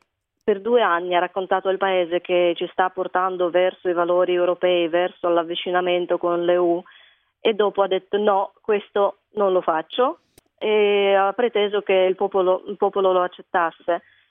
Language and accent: Italian; Kharkiv, Kharkiv Oblast, Ukraine; Italian is a second language; now in Italy; Io vengo da Kharkiv, è la seconda città dell'Ucraina, conta 1,5 milioni di abitanti e dista una 40 di chilometri dal confine con la Russia.